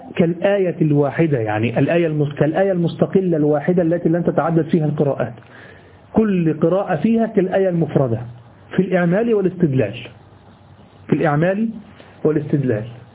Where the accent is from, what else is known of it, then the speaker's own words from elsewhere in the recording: Egypt; أما اللي بيحصل عندنا في مصر والدول العربية فهو هياج بس